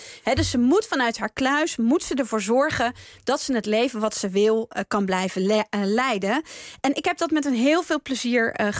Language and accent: Dutch; Utrecht, Netherlands; Ik kom uit Utrecht en ik heb daar ook gestudeerd.